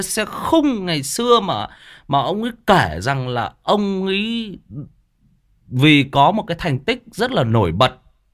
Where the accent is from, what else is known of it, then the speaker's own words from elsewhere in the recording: Van Giang, Hưng Yên, Vietnam; quê tôi thì quê nội ở bên Hưng Yên, ở bên Văn Giang.